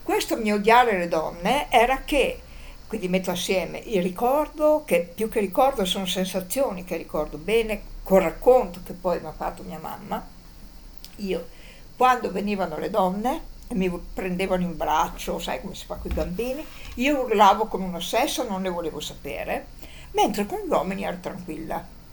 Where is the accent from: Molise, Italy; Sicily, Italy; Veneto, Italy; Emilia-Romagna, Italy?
Veneto, Italy; Valdagno; born there; quando sono nata stavo a Valdagno, in questa casa dove i miei abitavano